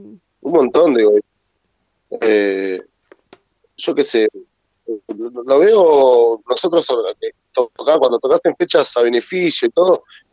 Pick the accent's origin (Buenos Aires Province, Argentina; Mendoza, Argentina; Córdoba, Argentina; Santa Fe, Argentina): Buenos Aires Province, Argentina; La Matanza; Acá, por ejemplo, yo soy de La Matanza.